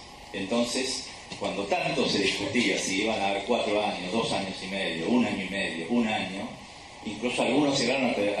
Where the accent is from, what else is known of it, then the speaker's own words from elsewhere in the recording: Río Negro, Argentina; also born or lived in Bariloche; Río Negro, la provincia de donde yo vengo, también viví muchos años en Bariloche